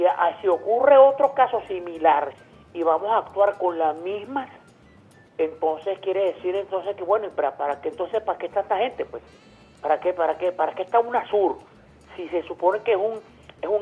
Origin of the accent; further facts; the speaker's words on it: Venezuela; Yo como venezolano